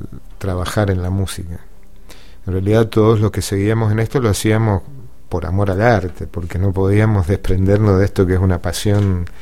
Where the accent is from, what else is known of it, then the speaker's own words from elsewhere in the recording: Mendoza, Argentina; la fiesta que nos representa como mendocinos a nivel nacional y a nivel mundial, cosa que antes los músicos mendocinos no estábamos en esa fiesta